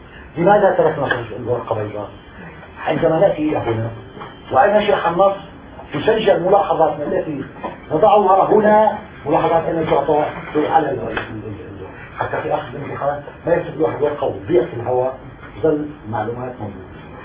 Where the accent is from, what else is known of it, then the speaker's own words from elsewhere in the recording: Syria; أنا أستطيع كسوري عربي سوري أستطيع أن أقرأ خط المكتوب